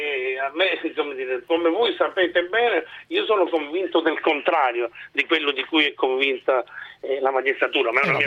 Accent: Palermo, Sicily, Italy; per me, che vengo da Palermo, è lontanissimo

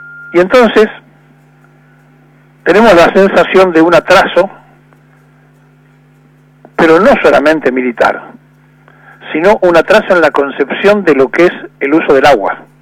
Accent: Argentina; he visto sorprendido algo que no conocía en mi país, en una feria italiana, con un cartel enorme que decía langostinos argentinos

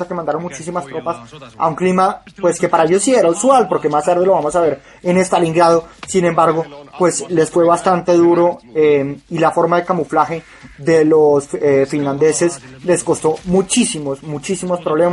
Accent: Colombia; de los prejuicios que tiene uno como colombiano que vive llorando por las películas

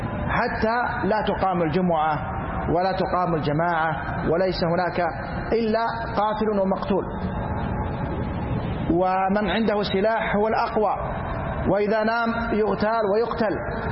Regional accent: Saudi Arabia; أما نحن ولله الحمد في بلادنا المملكة العربية السعودية

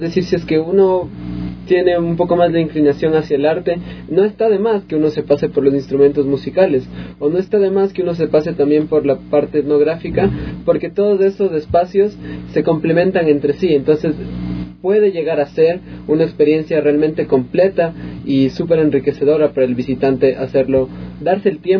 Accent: Ecuador; todos somos acá ecuatorianos

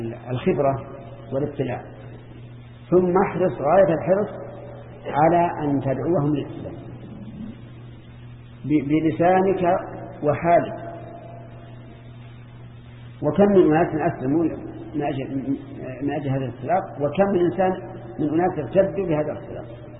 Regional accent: Saudi Arabia; لكن في بلادنا السعودية

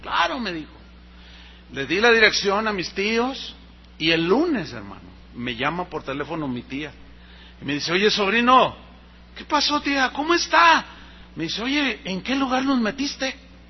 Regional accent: San Luis Potosí, Mexico; yo tengo familia en la ciudad donde nací. Yo soy de San Luis Potosí.

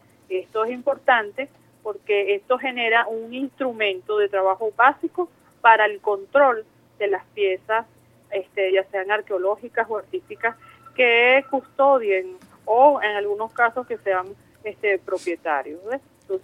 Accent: Venezuela; si nosotros como venezolanos y venezolanos no estamos claros

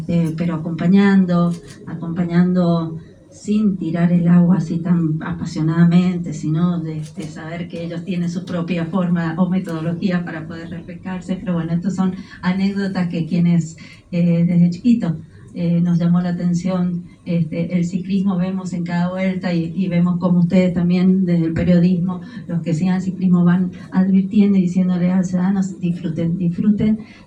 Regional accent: San Juan, Argentina; pero así somos los sanjuaninos: calor, ciclismo, pasión

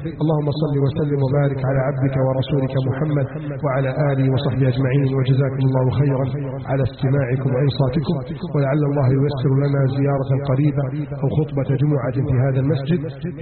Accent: Egypt; اللهم احفظ بلدنا مصر من كيد الكائدين

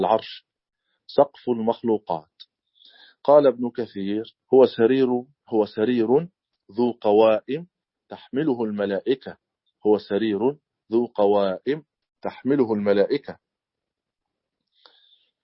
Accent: Egypt; accent: Egyptian; الكرسي في لهجتنا المصرية الكرسي

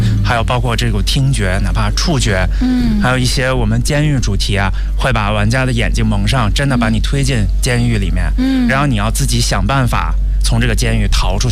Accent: China; 然后你说我一个中国人要跟这样的翻译跟他们沟通，

